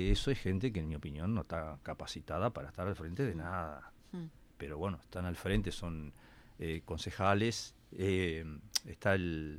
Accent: Cerro Chato, Uruguay; en mi pueblo, Cerro Chato, que es un pueblo chiquito así, también pasa

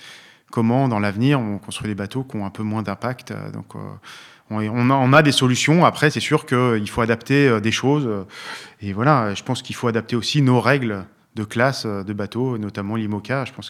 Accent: Briançon, Provence-Alpes-Côte d'Azur, France; born there; also born or lived in Guadeloupe; Moi, je suis né à Briançon

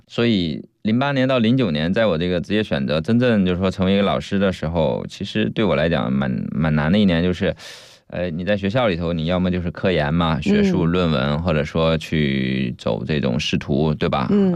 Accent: Fujian, China; 最后一站在厦门，因为我老家是福建的嘛，所以我福州厦门这边的朋友同学特别多

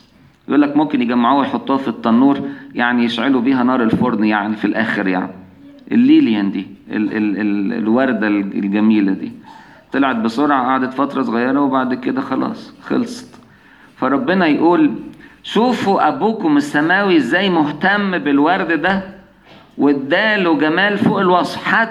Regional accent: Egypt; كنت أعرف خدام عندنا في مصر

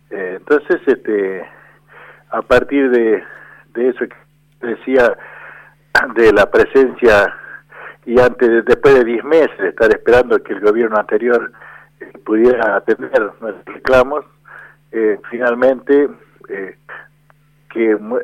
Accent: Andalgalá, Catamarca, Argentina; los más amigos, y soy de Andalgalá, provincia de Catamarca.

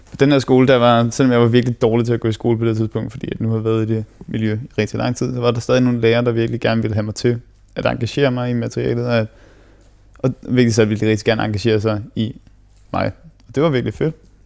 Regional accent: Esbjerg, Region of Southern Denmark, Denmark; born there; also born or lived in Qatar; jeg blev født i Esbjerg i det herrens år 1994. Og så flyttede jeg med min familie, med mine forældre selvfølgelig. Det er ikke noget, man gør selv som 3-årig. Jeg flyttede til Katar, hvor vi boede i halvandet 2 år

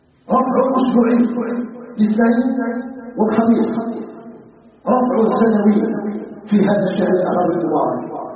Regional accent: Algeria; اللهم اجعل بلدنا الجزائر بلدا آمنا مطمئنا

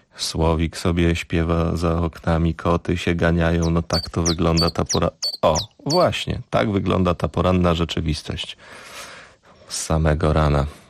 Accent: Silesian Voivodeship, Poland; Zupełnie jak u nas na Górnym Śląsku.

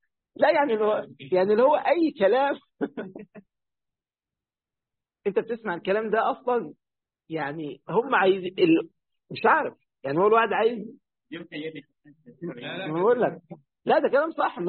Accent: Egypt; بس للأسف هي مشهورة عندنا في مصر بكده

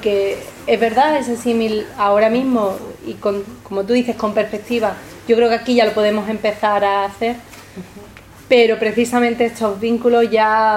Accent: Spain; mi pregunta como española en tránsito entre ambos lugares

